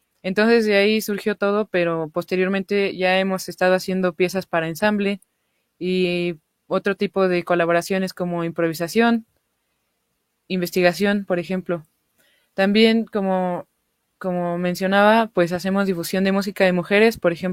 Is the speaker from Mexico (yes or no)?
yes; Mexico; Como mencionaban, pues somos de México.